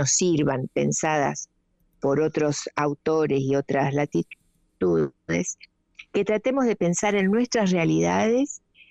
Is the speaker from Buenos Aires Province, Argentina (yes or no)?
no; Corrientes, Argentina; born there; now in Buenos Aires, Argentina; Nací en Corrientes capital.